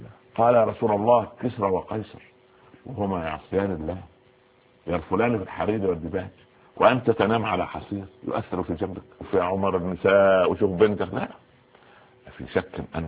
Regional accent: Upper Egypt, Egypt; عندنا في الصعيد يعني غرفه داخل غرفه

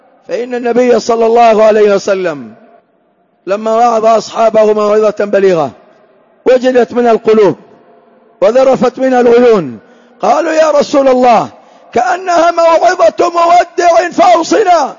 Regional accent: Hadhramaut, Yemen; من المخالفات التي انتشرت في بلادنا حضرموت

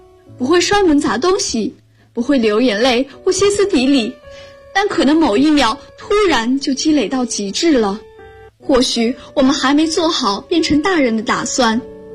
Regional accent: Zhangjiakou, Hebei, China; now in Nanjing, China; 我来自河北张家口，我在南京大学，距离我的家乡1026公里。

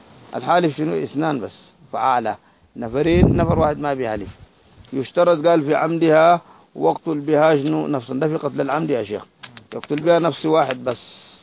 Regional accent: Sudan; زي النصارى الموجودين هسه عندنا في السودان

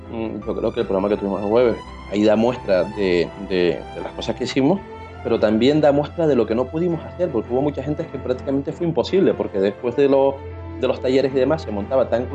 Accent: Canary Islands, Spain; yo que vengo de Canarias para cubrir radio entrevistas

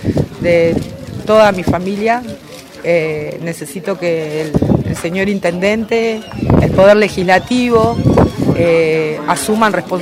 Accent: Argentina; que se me reconozca como madre argentina, madre de 5 hijos que fueron instruidos y formados en el pueblo, como familia humilde y trabajadora

